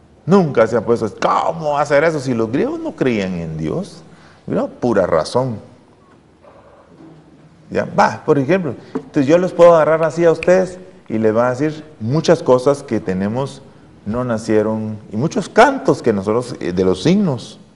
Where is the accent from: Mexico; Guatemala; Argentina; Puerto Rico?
Guatemala; yo soy chapín, hermanos, ¿verdad? ¿Ya? Yo soy chapín.